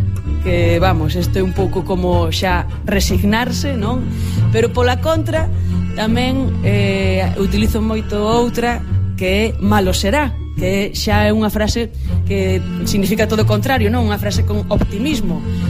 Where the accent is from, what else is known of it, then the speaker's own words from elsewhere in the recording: Muxía, Galicia, Spain; also born or lived in Corcubión; Eu son da Costa da Morte, crieime na Costa da Morte, en concreto en Muxía, en Corcubión tamén, unha das zonas máis bonitas e máis bravas de Galicia.